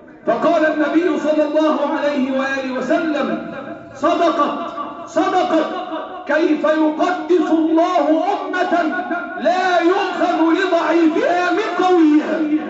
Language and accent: Arabic; Egypt; احفظ بلادنا مصر وسائر بلاد المسلمين،